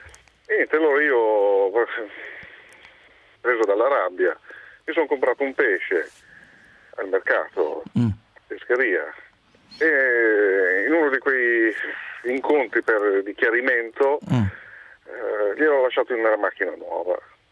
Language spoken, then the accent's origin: Italian; Vigevano, Lombardy, Italy; io sono di Vigevano.